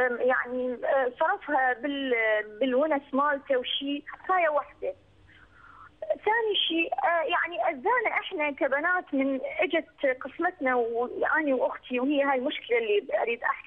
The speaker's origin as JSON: {"language": "Arabic", "country": "Iraq", "said": "أنا من العراق"}